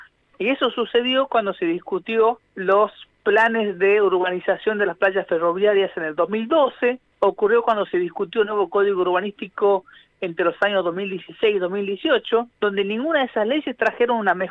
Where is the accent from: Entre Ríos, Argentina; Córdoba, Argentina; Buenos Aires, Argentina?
Buenos Aires, Argentina; tenemos como cuestiones importantes que debatir como comunidad porteña